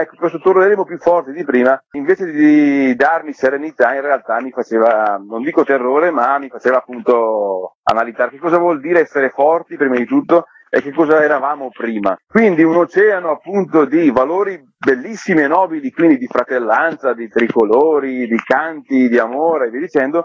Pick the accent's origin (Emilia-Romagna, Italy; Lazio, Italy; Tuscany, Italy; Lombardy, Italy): Lombardy, Italy; accent: Brescian; un uomo del nord con una forte cadenza bresciana, ma in realtà io sono marocchino di origini, i miei genitori emigrarono qui in Italia, primi pionieri, quindi 40 anni fa, arrivarono in questa pianura padana